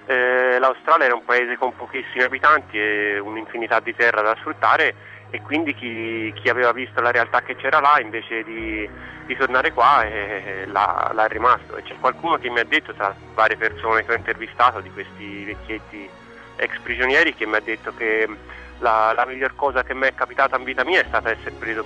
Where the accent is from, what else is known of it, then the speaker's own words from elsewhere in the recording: Tuscany, Italy; sono toscano, tipo Gibonzi, abito nel Chianti e faccio l'insegnante, ho 36 anni